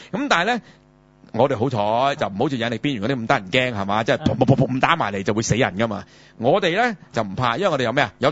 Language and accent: Cantonese; China; 我哋中國人叫咩